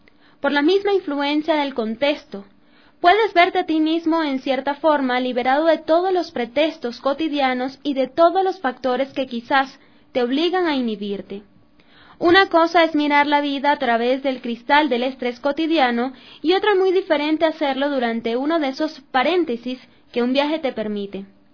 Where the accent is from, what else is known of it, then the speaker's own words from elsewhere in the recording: Venezuela; Yo soy venezolana